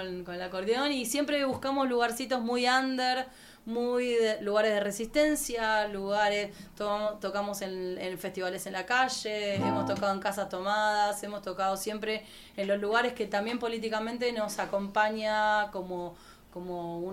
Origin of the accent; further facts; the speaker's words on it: Mataderos, Buenos Aires, Argentina; somos de Mataderos, sí. Somos de Ciudad de Buenos Aires, de la zona de Mataderos.